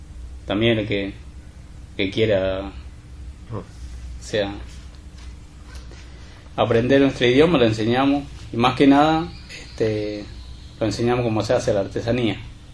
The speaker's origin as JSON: {"language": "Spanish", "region": "Chaco", "country": "Argentina", "moved": "yes", "lives_now": "Buenos Aires, Argentina", "said": "yo salí en el 94, salí en la provincia del Chaco, pero en busca de trabajo, o para bien para mí, o si lo puedo alcanzar a mi viejo, bien para mi viejo. Y vine acá en Buenos Aires"}